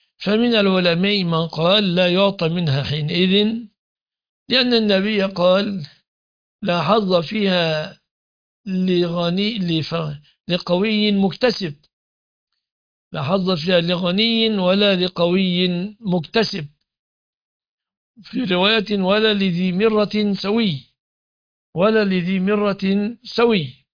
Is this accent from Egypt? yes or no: yes; Egypt; لكن عندنا في مصر على سبيل المثال الذي لا يمتلك سيارة لا يعد فقيرا